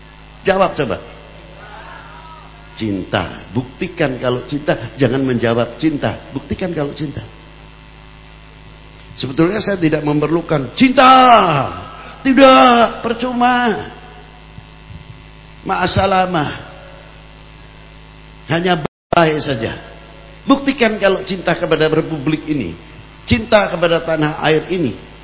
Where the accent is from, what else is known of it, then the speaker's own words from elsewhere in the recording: Indonesia; Karena saya adalah orang Indonesia, saya adalah bangsa Indonesia